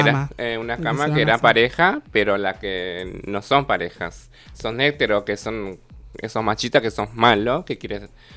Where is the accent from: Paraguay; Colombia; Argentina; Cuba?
Paraguay; en mi país, en mi Paraguay también